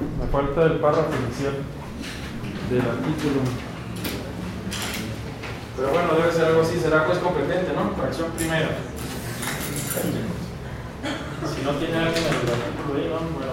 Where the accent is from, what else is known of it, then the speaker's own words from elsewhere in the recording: Baja California, Mexico; Bueno, yo soy de Baja California, entonces voy a mencionar de Baja California